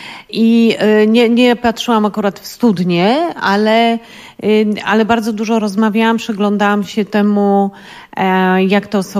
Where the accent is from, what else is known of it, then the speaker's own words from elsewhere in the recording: Lower Silesian Voivodeship, Poland; dlatego że ja pochodzę właśnie z Dolnego Śląska.